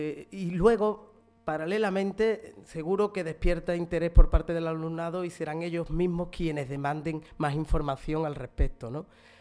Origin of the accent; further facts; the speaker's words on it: Jerez de la Frontera, Andalusia, Spain; Simplemente de niño, cosa muy natural en Jerez, me topé con el flamenco